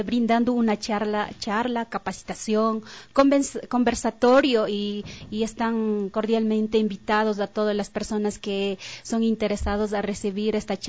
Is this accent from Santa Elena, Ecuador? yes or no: no; Colta, Chimborazo, Ecuador; vengo de la provincia de Chimborazo, Cantón Colta, Parroquia Columbe, Comunidad Secao San José.